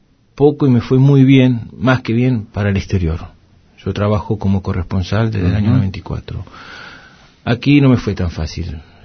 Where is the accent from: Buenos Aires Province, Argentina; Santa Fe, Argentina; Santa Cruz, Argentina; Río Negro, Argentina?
Buenos Aires Province, Argentina; Haedo; born there; Nací en Aedo, partido de Morón, en la provincia de Buenos Aires.